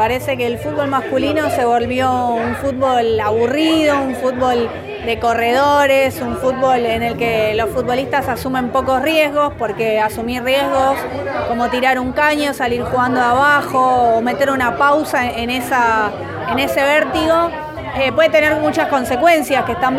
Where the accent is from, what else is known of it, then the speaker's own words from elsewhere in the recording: Monte Grande, Buenos Aires Province, Argentina; En mi caso yo soy de Monte Grande, así que nada, conocí el lugar, conozco la zona y demás.